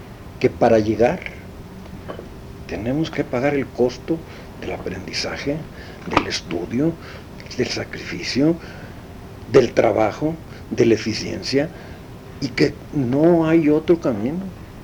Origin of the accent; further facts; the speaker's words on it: Mexico; esto tenemos que cuidarlo por sobre todas las cosas para poder seguir siendo mexicanos